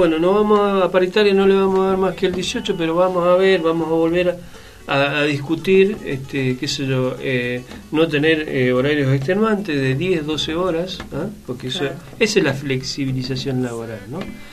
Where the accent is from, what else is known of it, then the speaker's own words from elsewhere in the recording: Mendoza, Argentina; como mendocinos no queremos quedar alejados de esta propuesta nacional